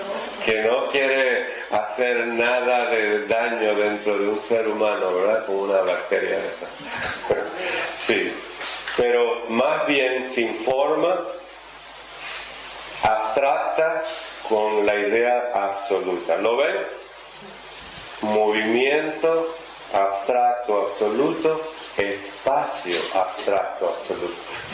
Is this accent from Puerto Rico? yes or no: no; Russia; yo también soy rusa como Madame Blavatsky.